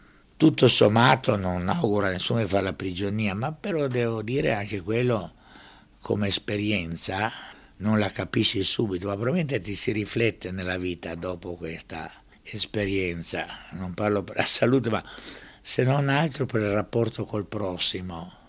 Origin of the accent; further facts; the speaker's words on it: Dubrovnik, Dubrovnik-Neretva County, Croatia; born there; E sono nato a Ragusa, quello che adesso viene chiamato Dubrovnik, ma quando sono nato io sulle carte geografiche era ancora Ragusa.